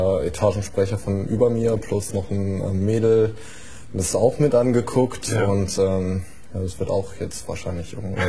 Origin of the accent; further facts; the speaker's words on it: Lower Saxony, Germany; wir kommen aus Göttingen. Eher gesagt, wir studieren in Göttingen und kommen hier aus der Gegend.